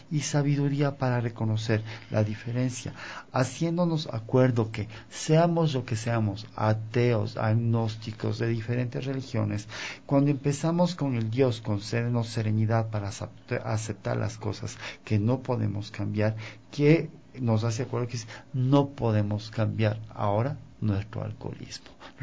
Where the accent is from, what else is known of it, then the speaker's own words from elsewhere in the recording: Ecuador; yo soy ecuatoriano